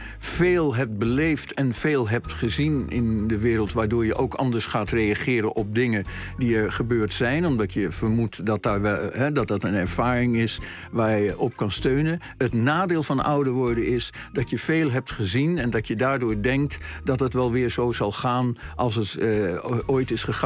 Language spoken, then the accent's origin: Dutch; Amsterdam, North Holland, Netherlands; Ik ben geboren in de Van Egelaan in Amsterdam. Dat is aan het Vondelpark.